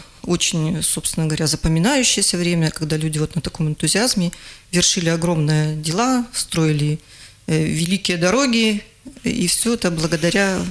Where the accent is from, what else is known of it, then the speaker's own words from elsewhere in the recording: Chita, Zabaykalsky Krai, Russia; born there; Нет, я родилась в Забайкалье, город Чита.